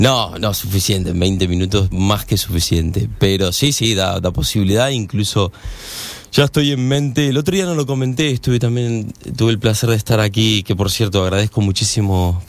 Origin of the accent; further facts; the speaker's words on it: Vicente López, Buenos Aires Province, Argentina; born there; also born or lived in Munro; Buenos Aires, Vicente López, al ladito de la capital.